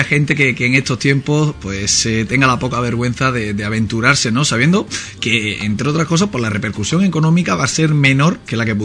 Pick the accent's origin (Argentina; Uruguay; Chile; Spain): Spain; Ubrique, Andalusia; Ubrique, ¿qué conoces de Ubrique? ¿Qué me puedes decir de mi pueblo?